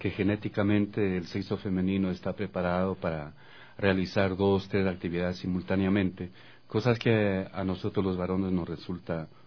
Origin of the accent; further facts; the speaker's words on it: Guaranda, Bolívar, Ecuador; born there; Yo nací en Guaranda, provincia